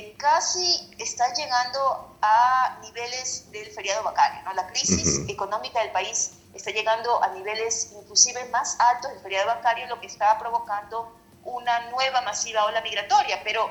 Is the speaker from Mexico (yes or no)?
no; Ecuador; lo digo como migrante, lo digo como ecuatoriana